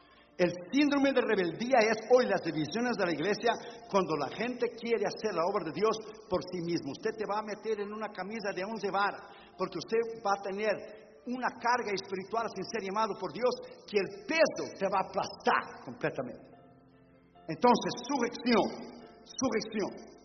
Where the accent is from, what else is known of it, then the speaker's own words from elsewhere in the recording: Brazil; Spanish is a second language; yo estoy de un tiempo, de la escuela dominical cuando era niño en Brasil.